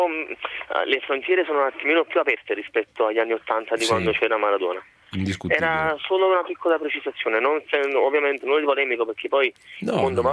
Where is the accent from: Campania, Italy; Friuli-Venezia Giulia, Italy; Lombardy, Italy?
Campania, Italy; Naples; Sono di Napoli, tifoso del Napoli